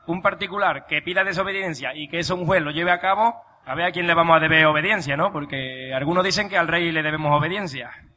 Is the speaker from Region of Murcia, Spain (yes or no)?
no; Palma del Río, Andalusia, Spain; yo soy de Palma del Río, el pueblo donde está la finca de Somonte